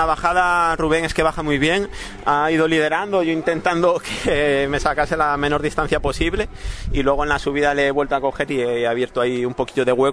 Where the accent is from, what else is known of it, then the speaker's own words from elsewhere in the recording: León, Castile and León, Spain; Como yo vengo de León, de una zona de montaña, siempre me ha gustado mucho correr por montaña.